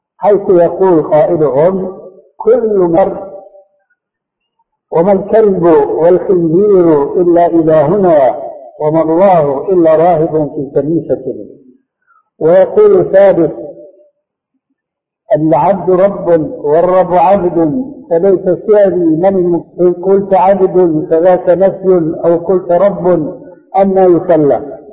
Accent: Syria

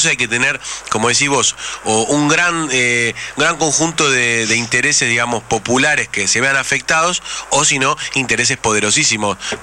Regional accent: Buenos Aires, Argentina; Yo, que he vivido casi toda mi infancia ahí en Parque Rivadavia

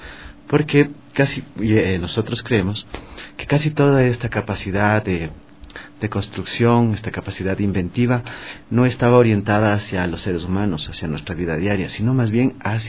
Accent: Imbabura, Ecuador; soy indígena quichua del pueblo de Imbabura. Y entonces, una gran parte de mi niñez la pasé en la Plaza de Ponchos.

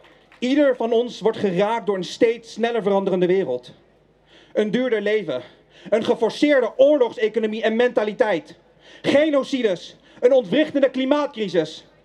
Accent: Netherlands; Is Nederland ook niet iets wat wij, als mensen, als Nederlanders, zelf hebben bedacht?

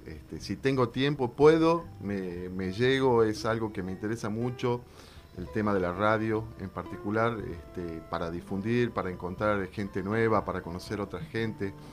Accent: Yerba Buena, Tucumán, Argentina; La mayor parte de tiempo que estuve en Tucumán viví en Yerbabuena, al pie del Cerro San Javier. Es muy bonito.

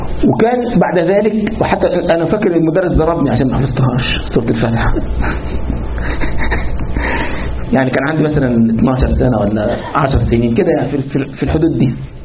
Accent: Egypt; تعرف عندنا في مصر الثانوية العامة دي يعني إيه؟

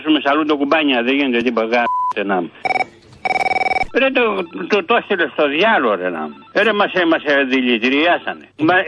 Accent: Patras, Western Greece, Greece; είμαι από την Πάτρα.

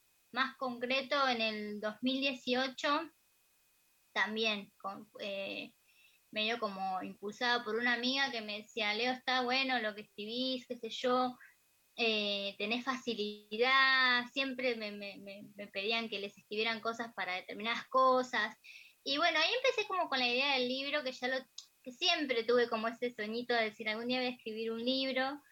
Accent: Alejandro Korn, Buenos Aires Province, Argentina; also born or lived in La Plata; estuve muchos años allá y pasaron muchas cosas allá, sobre todo que fui mamá, así que, claro. Pero sí, soy de acá, de Alejandro Cor.

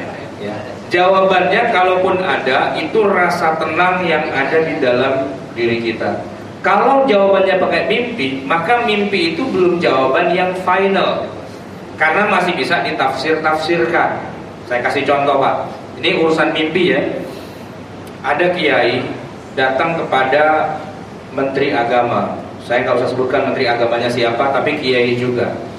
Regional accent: Java, Indonesia; Ya, saya juga orang Jawa.

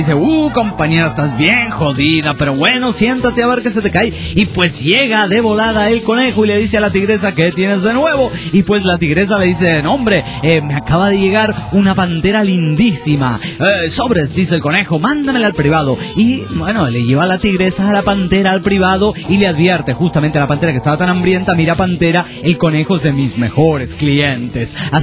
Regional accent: Catamarca, Argentina; soy de Catamarca, Argentina.

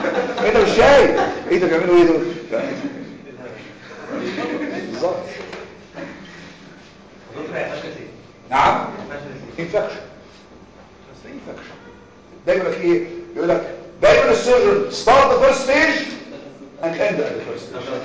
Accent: Cairo, Cairo Governorate, Egypt; عندنا في القاهره امبابه الهرم الجيزه

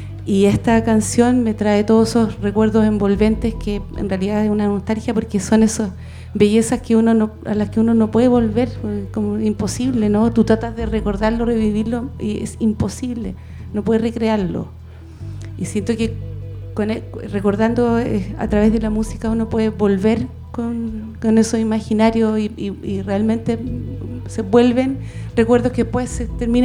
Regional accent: Hualqui, Biobío, Chile; yo pasé toda mi infancia y preadolescencia en Hualqui, en un campo

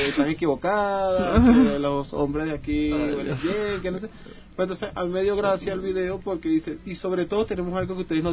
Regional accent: Caracas, Capital District, Venezuela; yo vengo de Caracas, que es la capital. En la zona donde yo vivo hay una zona donde le llaman el barrio Los Ecuatorianos.

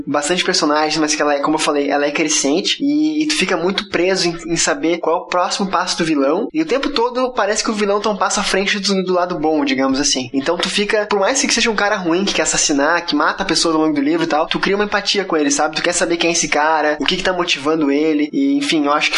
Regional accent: Florianópolis, Santa Catarina, Brazil; also born or lived in Curitiba; Eu sou de Curitiba, né, sou paranaense, mas eu moro aqui desde pequeno em Florianópolis, até por isso que eu falo tão rápido assim, não reparem.

